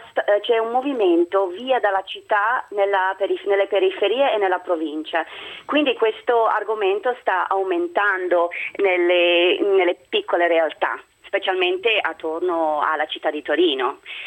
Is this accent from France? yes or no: no; Toronto, Ontario, Canada; Italian is a second language; now in Italy; Dal Canada, di Toronto sono.